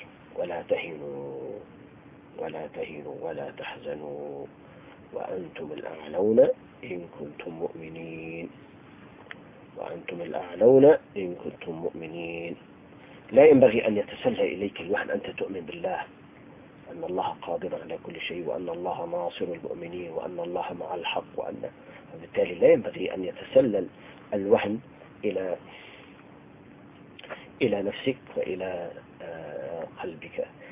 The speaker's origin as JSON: {"language": "Arabic", "town": "Tartus", "region": "Tartus Governorate", "country": "Syria", "tie": "born or raised there", "said": "عايش معهم 20 سنة. فأنا ابن طرطوس، يعني فمبتلى بهم أهل السنة في طرطوس، هذه المدينة الجميلة الحلوة بأهلها"}